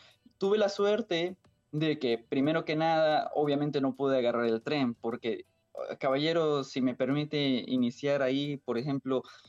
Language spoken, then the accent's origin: Spanish; Ecuador; porque no somos los únicos ecuatorianos que estamos y llegamos.